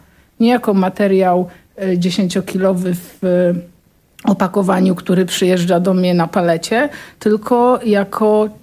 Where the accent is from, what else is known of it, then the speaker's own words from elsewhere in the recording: Pomeranian Voivodeship, Poland; ja pochodzę z Kociewia i tam są rzeki, a tam, gdzie są rzeki, zawsze jest glina. Moi rodzice mają taki domek w Sztyklinie